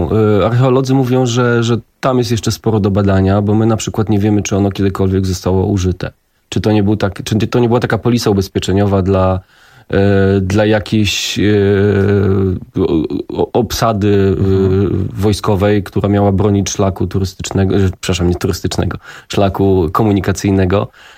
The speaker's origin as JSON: {"language": "Polish", "town": "Warsaw", "region": "Masovian Voivodeship", "country": "Poland", "said": "bo jestem warszawiakiem"}